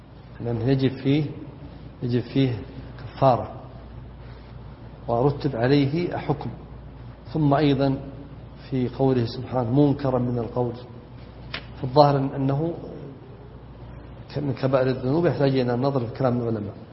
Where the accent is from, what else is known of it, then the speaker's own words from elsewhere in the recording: Najd, Saudi Arabia; عندنا في نجد تقول المرأة أبونا جاء وتقصد يعني عيالها